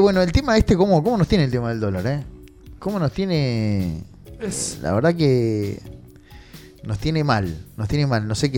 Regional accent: Argentina; Somos comerciantes, somos argentinos, nos reinventamos, nos reiniciamos, construimos.

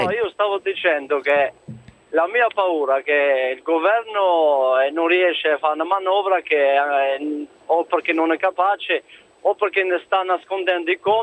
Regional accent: North Macedonia; now in Italy; No, io sono della Macedonia, sono cittadino.

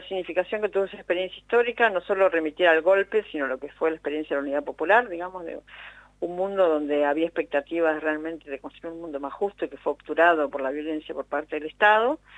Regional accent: Argentina; algo insólito para nosotros como argentinos

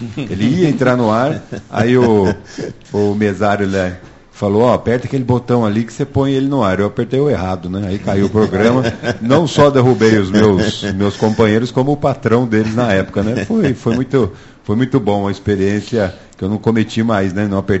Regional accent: São José, Brazil; na minha infância no edifício aqui em São José, chamado Samambaia

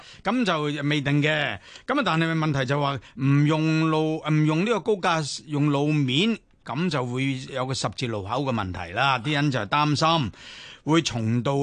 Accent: Hung Shui Kiu, New Territories, Hong Kong; 因为我少年时代呢就喺洪水桥一个非常之偏远嘅乡村嗰处长大。

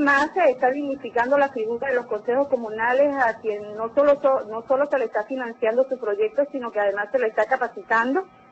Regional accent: Táchira, Venezuela; now in San Juan de los Morros, Venezuela; Soy del Táchira, graduada en la allá en la Universidad del Táchira, y me vine por acá a trabajar en estas tierras de Vigo.

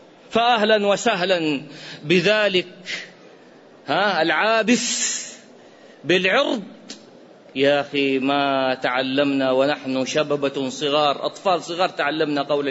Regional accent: Iraq; قصة وقعت عندنا في العراق

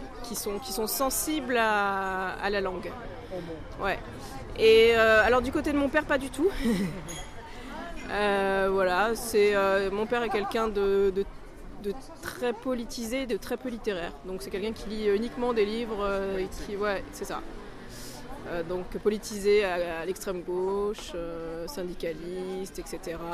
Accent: Antony, Île-de-France, France; also born or lived in Paris; ma mère a accouché dans un hôpital parisien. J'ai vécu jusqu'à l'adolescence dans une ville qui s'appelle Antony, qui est surtout célèbre pour son aéroport

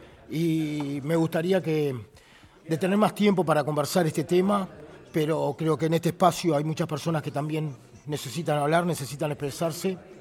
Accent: San José, Uruguay; Yo soy de San José, venía a trabajar a Montevideo, hacía 200 kilómetros todos los días para trabajar.

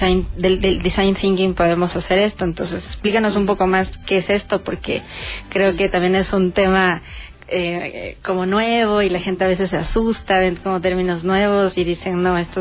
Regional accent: Ecuador; nos falta como ecuatorianos hacer este tema de la innovación

